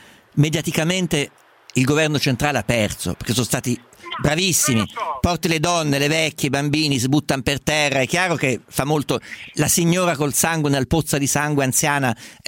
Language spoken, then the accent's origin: Italian; Perugia, Umbria, Italy; born there; sono nato a Perugia che sta al centro